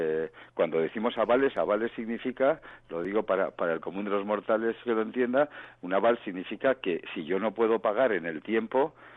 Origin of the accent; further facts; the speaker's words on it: Spain; yo tengo que agradecerlo, y como español también